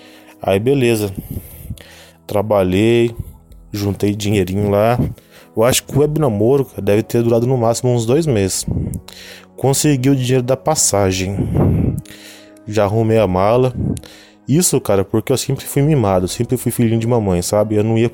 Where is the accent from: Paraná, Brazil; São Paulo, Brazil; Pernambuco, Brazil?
São Paulo, Brazil; São José dos Campos; Isso porque eu sou de São José dos Campos, São Paulo, interior de São Paulo.